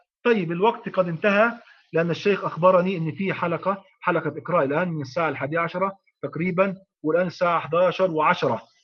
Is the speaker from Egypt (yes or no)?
yes; Egypt; وإحنا عندنا في مصر الحمد لله غالب المشايخ أو جل المشايخ يقرؤون غيبا عن ظهر قلب